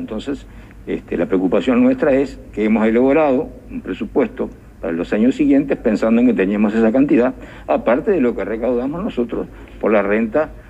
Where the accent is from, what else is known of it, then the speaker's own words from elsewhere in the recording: Uruguay; en el sentido de que somos todos uruguayos